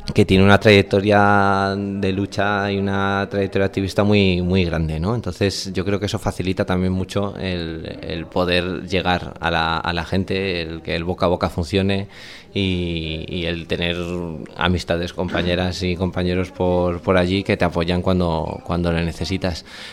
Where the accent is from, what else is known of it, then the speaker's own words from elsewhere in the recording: Madrid, Community of Madrid, Spain; Bueno, pues somos de Vallecas